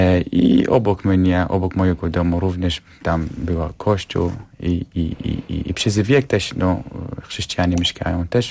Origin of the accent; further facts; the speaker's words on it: Bashiqa, Nineveh, Iraq; Polish is a second language; pochodzę z miasta Basika Bahzani, gdzie tam mieszkają jezydzi chrześcijanie, więc moje sąsiedzi są wyznawcami chrześcijanizmu.